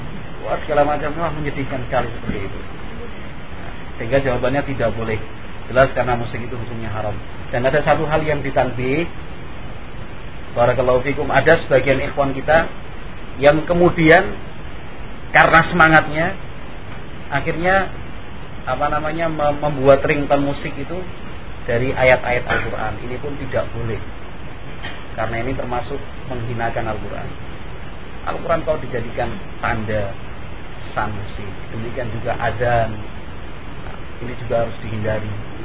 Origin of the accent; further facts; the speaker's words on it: Java, Indonesia; kalau kita orang Jawa bilang bebek